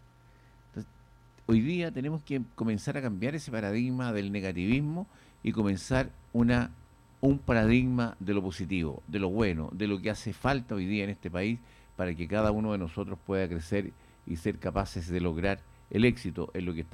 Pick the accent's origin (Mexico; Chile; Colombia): Chile; hoy día tenemos que, como chilenos, como personas que integramos una sociedad importante